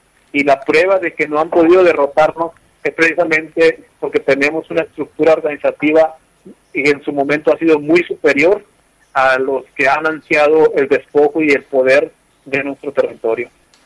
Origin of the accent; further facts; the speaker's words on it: Sonora, Mexico; pues es una lucha constante que ha llevado mi pueblo para defender este pequeño territorio.